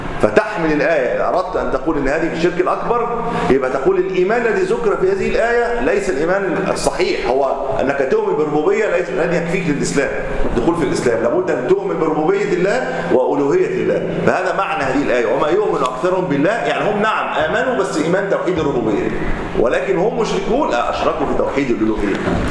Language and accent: Arabic; Egypt; وهذه الطامة الكبرى التي نقع فيها ليلا نهار وذات عندنا في مصر